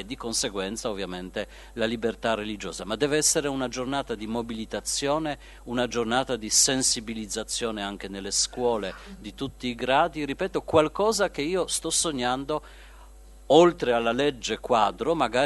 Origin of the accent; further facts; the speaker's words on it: Poland; Italian is a second language; Io come polacco avrei anche qualcosa da obiettare